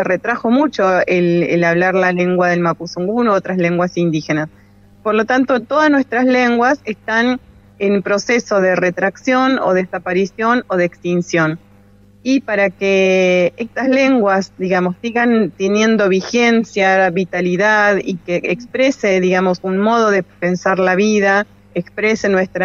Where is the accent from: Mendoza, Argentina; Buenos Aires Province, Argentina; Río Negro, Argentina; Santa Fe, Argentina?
Buenos Aires Province, Argentina; Los Toldos; Nosotros somos de Los Toldos, en la provincia de Buenos Aires, y seguimos siendo mapuches a pesar de la gran distancia que hay entre ustedes y nosotros.